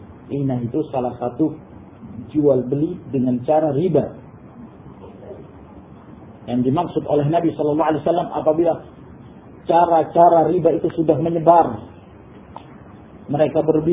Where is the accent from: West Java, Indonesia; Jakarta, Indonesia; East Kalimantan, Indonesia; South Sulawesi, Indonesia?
South Sulawesi, Indonesia; Makassar; Makassar itu kota, namanya Makassar. Ya, saya lahir di sana. Dulu namanya Ujung Pandang.